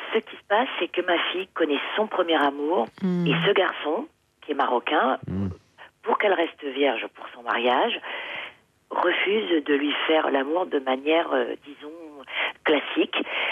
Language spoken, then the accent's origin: French; Créteil, Île-de-France, France; born there; À Créteil. Je suis française.